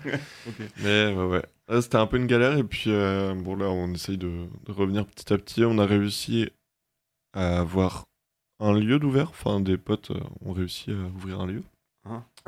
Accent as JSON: {"language": "French", "town": "Brest", "region": "Brittany", "country": "France", "lives_now": "Rennes, France", "said": "je viens de Brest, mais récemment, je me suis installé à Rennes."}